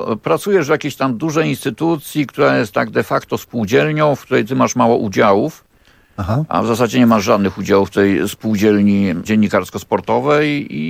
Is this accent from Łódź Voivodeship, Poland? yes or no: no; Warsaw, Masovian Voivodeship, Poland; bo jestem warszawiakiem w czwartym pokoleniu